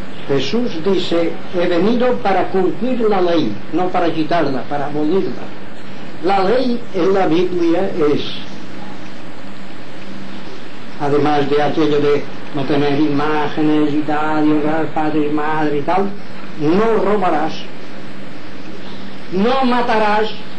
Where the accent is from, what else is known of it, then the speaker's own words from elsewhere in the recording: Inca, Balearic Islands, Spain; born there; ya jubilado, tengo 83 años de edad, he nacido o nací en Inca, pueblo de Mallorca. Muy bien. Pero soy descendiente de los judíos